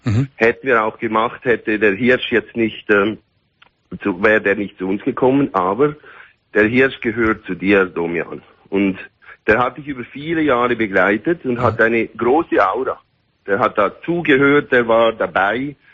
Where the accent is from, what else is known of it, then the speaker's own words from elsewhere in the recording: Switzerland; now in Dubai, United Arab Emirates; ich bin Schweizer, meine Frau, die ist aus Berlin, mhm, und wir wohnen aber in Dubai als Familie.